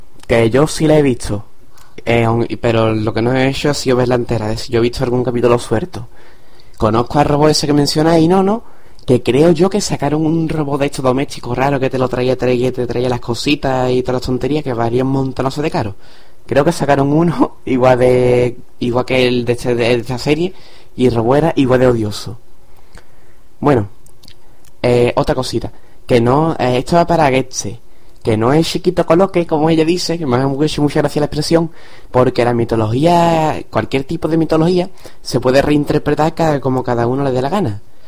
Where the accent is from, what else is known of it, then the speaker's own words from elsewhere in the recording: Cádiz, Andalusia, Spain; esto de que soy de Cádiz